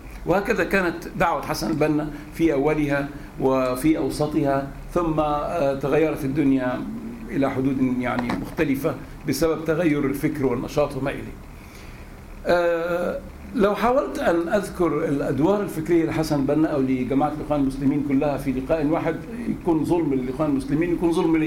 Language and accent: Arabic; Egypt; بنقول احنا مصريين ضد التبعية